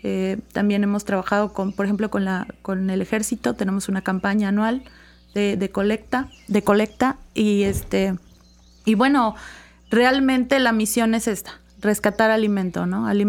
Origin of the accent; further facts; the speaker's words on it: Veracruz, Mexico; Pues, obviamente, como buena veracruzana, el café no puede faltar.